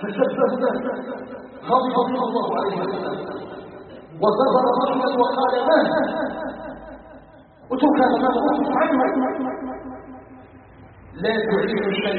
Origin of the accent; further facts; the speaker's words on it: Algeria; اسأله جل وعلا أن يجعل بلدنا الجزائر بلدا آمنا مطمئنا